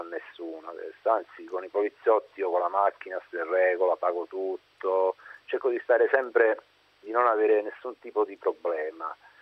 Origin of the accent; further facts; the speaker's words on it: Naples, Campania, Italy; now in Alassio, Italy; io sono di Napoli, adesso mi trovo ad Alassio per lavoro. Però io, diciamo così, negli anni 78-80 vivevo a Napoli